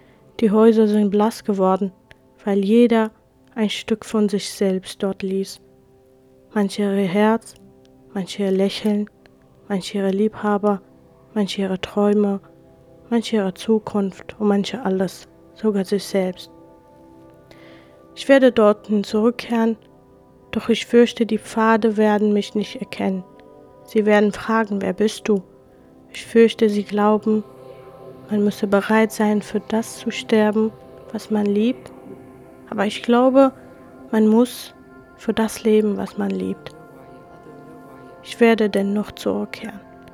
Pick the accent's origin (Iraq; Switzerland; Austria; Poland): Iraq; now in Germany; Ich komme aus dem Irak. Ich bin eine Jesidin, eine religiöse, soll ich sagen, Minderheit.